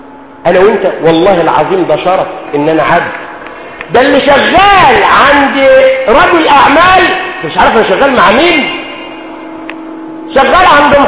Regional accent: Egypt; احنا مصريين اي ميه بتمشي معانا واي اكل بيمشي معانا،

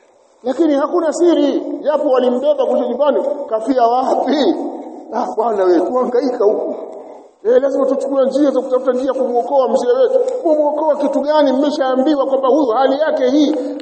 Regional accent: Tabora, Tanzania; Yupo shekhe mmoja alifika kaburini kule kwetu Tabora.

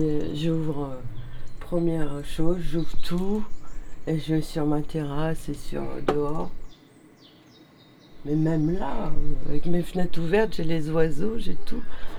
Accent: Serres, Provence-Alpes-Côte d'Azur, France; born there; Moi, je suis née à Serres. Ma maman était institutrice à Serres. Je suis partie, j'avais un an, et je suis revenue en 75.

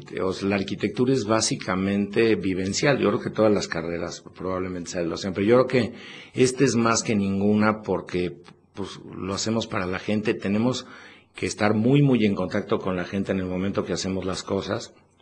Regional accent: Mexico City, Mexico; now in Puebla, Mexico; Y yo originalmente cuando llegué a Puebla, o sea que me vine de México

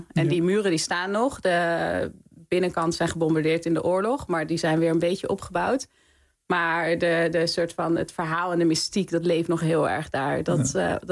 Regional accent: Australia; Ik kwam uit Australië. En Australië is natuurlijk best wel een veilig land.

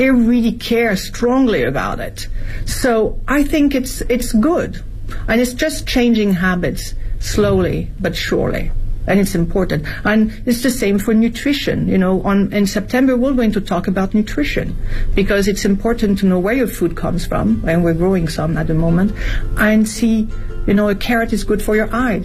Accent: France; English is a second language; now in Beijing, China; My environment, as I was growing up in France, we never would have questioned it.

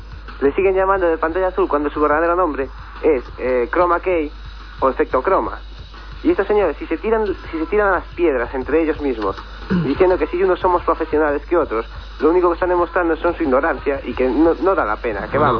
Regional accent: Perillo, Galicia, Spain; De Perillo, aquí en La Coruña.

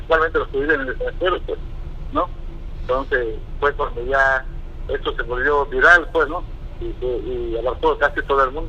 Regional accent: Mexico; Yo lo hice pues, como cualquier mexicano, pues, que ama a su patria, pues, y ama a su bandera.

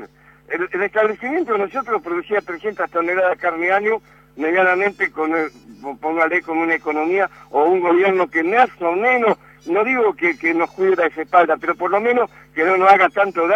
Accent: Argentina; Yo estoy en este momento en la granja y como argentino y patriota y luchador, yo no voy a cerrar.

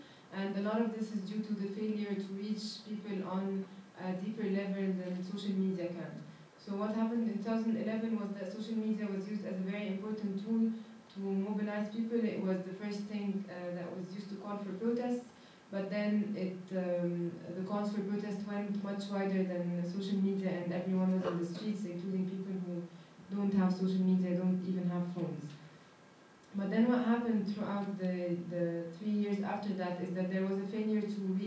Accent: Egypt; I am a journalist from Egypt.

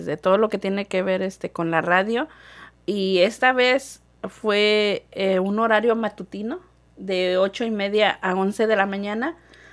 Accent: Mexico; Y en México, bueno, nosotros somos de México, ¿verdad?

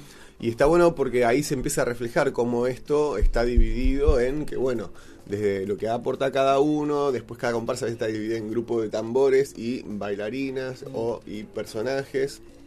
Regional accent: Buenos Aires, Argentina; born there; Nosotros nacimos en Buenos Aires, en mi caso en un departamento, en otras casas, en casas de familias, no en un contexto cultural de un barrio montevideano, mucho menos de una familia candombera uruguaya

